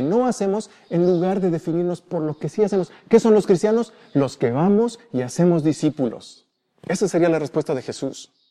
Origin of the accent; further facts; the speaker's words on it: Mexico; y más siendo mexicanos, y más siendo, yo creo que presbiterianos